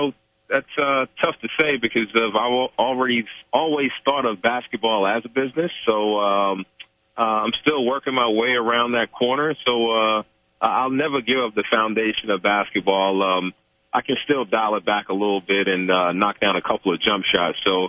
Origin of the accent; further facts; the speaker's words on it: New York City, New York, United States; An inner city kid growing up in New York City, and went to Catholic school in downtown Manhattan